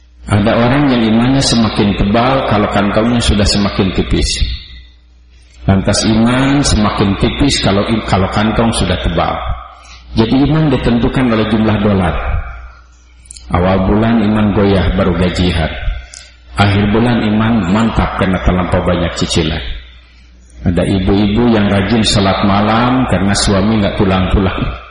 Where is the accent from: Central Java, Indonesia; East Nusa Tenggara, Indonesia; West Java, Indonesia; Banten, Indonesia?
West Java, Indonesia; born there; Karena kebetulan saya lahir di Jawa Barat, bukan di Eropa Barat.